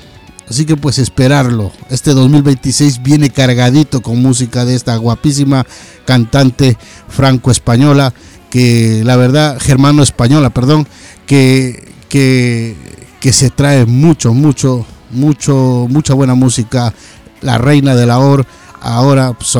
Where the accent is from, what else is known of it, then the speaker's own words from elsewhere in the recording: Ecuador; moved away; Yo precisamente soy un ecuatoriano que llevo por acá más de 20 años, que tuve que dejar mi patria, mi país